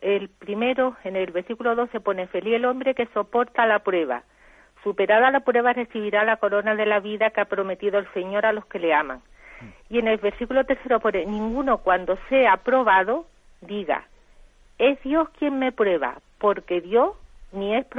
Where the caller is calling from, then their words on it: Jerez de la Frontera, Andalusia, Spain; de Jerez.